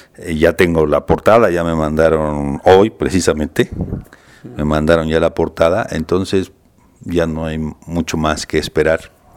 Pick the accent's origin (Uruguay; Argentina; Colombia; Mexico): Mexico; Mexico City; yo soy de aquí, del Distrito Federal, nací en una colonia que es la colonia Doctores. Y pues básicamente aquí hice mi carrera